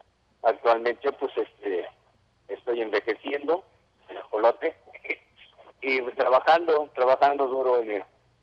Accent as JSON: {"language": "Spanish", "town": "Nezahualcóyotl", "region": "State of Mexico", "country": "Mexico", "tie": "born or raised there", "said": "Pues soy un ajolote de Nesa. Nací en Nesa … Pues crecí, nací y crecí en Nesa."}